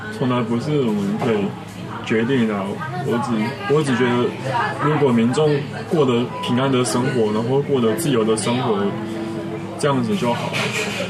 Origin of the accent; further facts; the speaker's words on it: Taiwan; 那我们台湾人就比较容易从台湾本位来出发